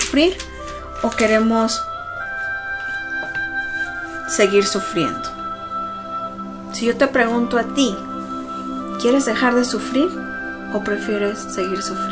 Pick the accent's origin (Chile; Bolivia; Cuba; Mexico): Mexico; soy una mujer … soy humana, soy mexicana